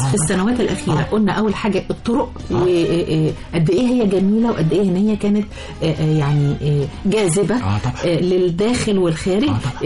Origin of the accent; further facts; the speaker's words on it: Egypt; مش أنا بقولك احنا المصريين للأسف في كنوز بلدنا مش عارفينها